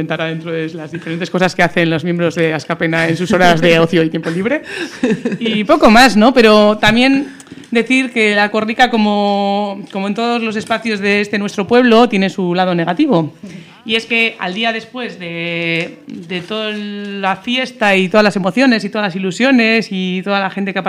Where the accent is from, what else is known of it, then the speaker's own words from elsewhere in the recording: Barakaldo, Basque Country, Spain; que para eso somos de Baracaldo.